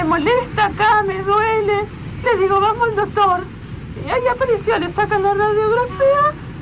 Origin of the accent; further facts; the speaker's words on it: San Nicolás, Buenos Aires Province, Argentina; que nosotros somos de San Nicolás.